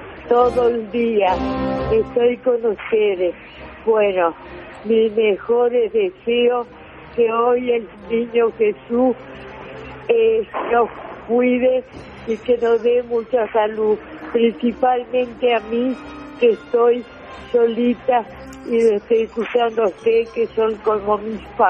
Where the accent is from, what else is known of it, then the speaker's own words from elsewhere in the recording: Buenos Aires, Argentina; de la Boca.